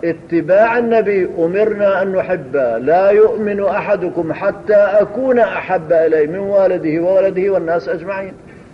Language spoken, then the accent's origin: Arabic; Hama Governorate, Syria; حصلت عندنا في قرية من قرى حماة